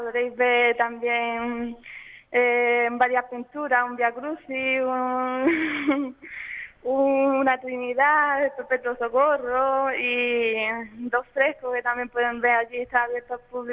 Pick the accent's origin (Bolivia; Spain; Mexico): Spain; Ubrique, Andalusia; si he expuesto en varias ciudades y pueblos de la sierra, ¿por qué no expone en mi pueblo, en Ubrique, ¿no?